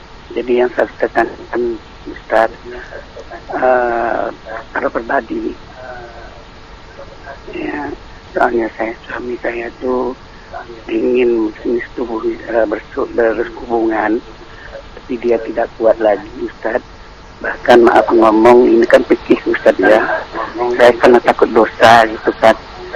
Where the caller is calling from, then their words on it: Batam, Riau Islands, Indonesia; Saya dari Batam.